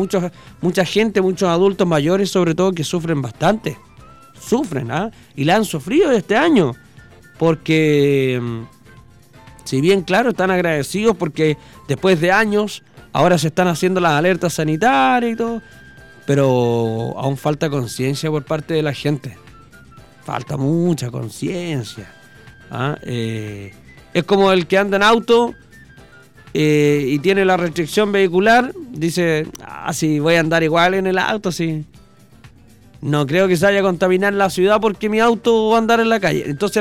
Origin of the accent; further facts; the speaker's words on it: Chile; Así somos los chilenos en todo caso.